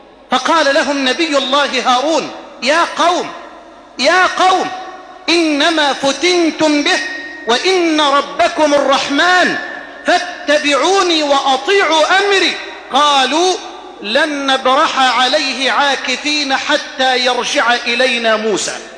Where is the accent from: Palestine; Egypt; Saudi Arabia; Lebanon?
Egypt; هذه إلى بلدنا مصر